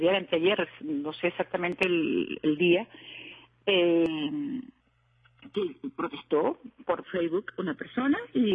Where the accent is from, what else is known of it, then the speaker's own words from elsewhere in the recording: Venezuela; now in Spain; todos somos venezolanos